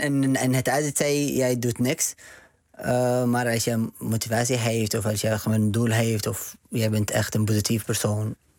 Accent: Yemen; Dutch is a second language; now in Netherlands; Ik kom uit Jemen.

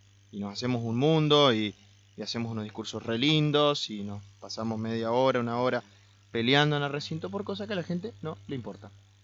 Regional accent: Argentina; ¿Qué necesitamos como argentinos para transformarnos?

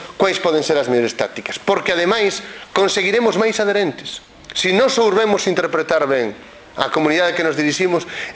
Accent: Galicia, Spain; e que creo, como galego, en fin, como irredentista deste punto de vista que me considero

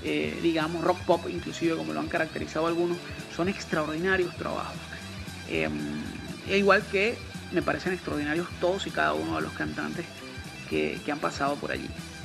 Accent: Venezuela; es una verdadera institución de la música en mi país, en Venezuela

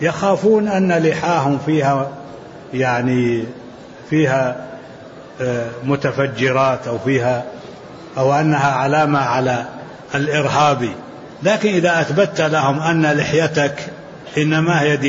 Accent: Jeddah, Makkah Province, Saudi Arabia; أنا من أهل جدة

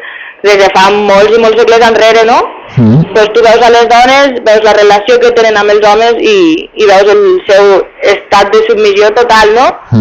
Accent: Catalonia, Spain; i jo, pues, soc de Catalunya, no? Vaig néixer allí, i allí parlem un altre idioma, i també es parla el castellà, no?

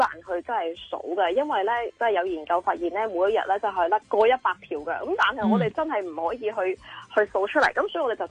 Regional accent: China; 点解头发系黑色呢，即係起码我哋中国人啦。

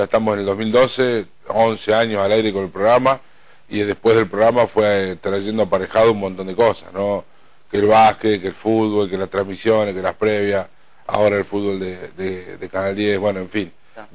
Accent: La Pampa, Argentina; moved away; Yo soy pampeano, no soy cordobés, vine a estudiar aquí. Y en el camino que vine a estudiar, yo en el pueblo mío, mi familia tenía una radio

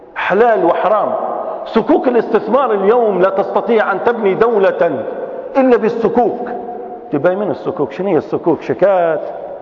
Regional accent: Libya; احنا في ليبيين عندنا حاجات اخرى

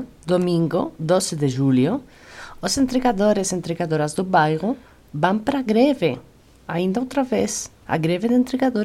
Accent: Spain; Portuguese is a second language; now in Brazil; E sabe que eu, como espanhola que está aqui acolhida...

